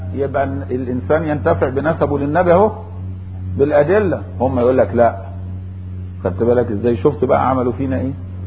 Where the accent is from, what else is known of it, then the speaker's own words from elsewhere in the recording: Egypt; ومن اهل مصر يا جماعة، واحنا بنقول ان احنا مصريين واجدادنا واحد